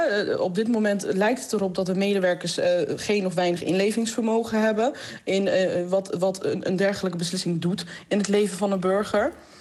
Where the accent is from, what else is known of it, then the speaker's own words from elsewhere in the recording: Georgia; Dutch is a second language; now in Netherlands; Ik kom oorspronkelijk uit Georgië, 94 naar Nederland toegekomen.